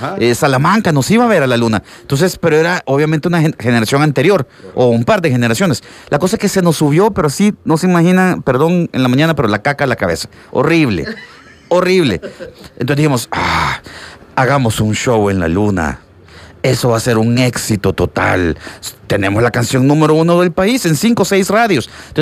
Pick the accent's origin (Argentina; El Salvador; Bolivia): El Salvador; como todo salvadoreño y todo chavito de 19, wow, 20 años